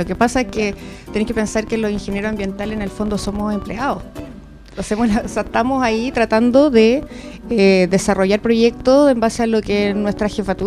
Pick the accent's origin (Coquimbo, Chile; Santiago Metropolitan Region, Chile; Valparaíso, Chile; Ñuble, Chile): Santiago Metropolitan Region, Chile; Puente Alto; Sí, de toda la vida. Soy de la Vicente Pérez Rosales.